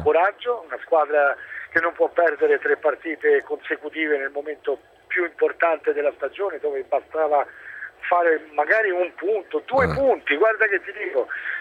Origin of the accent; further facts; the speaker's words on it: Rome, Lazio, Italy; noi che siamo romani